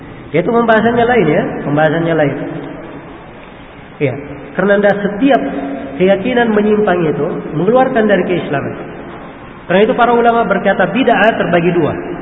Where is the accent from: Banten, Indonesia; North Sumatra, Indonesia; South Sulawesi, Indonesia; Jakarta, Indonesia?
South Sulawesi, Indonesia; Takalar; Di kampung saya di Takalar